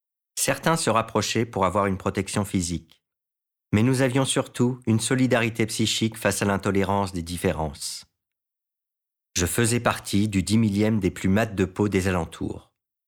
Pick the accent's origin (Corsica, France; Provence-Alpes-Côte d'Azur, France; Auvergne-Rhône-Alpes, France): Auvergne-Rhône-Alpes, France; Albertville; dans les alentours de ma ville natale, Albertville, Beaufort, Moutiers, Ugines.